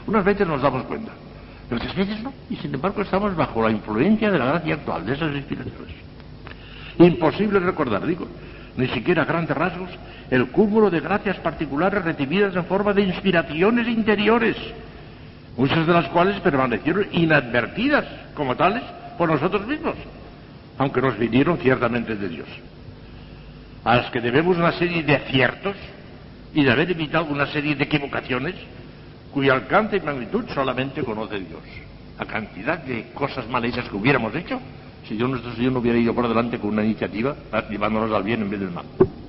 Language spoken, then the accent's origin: Spanish; Valencian Community, Spain; Y me fui a Valencia, que era la capital de mi reino, yo soy valenciano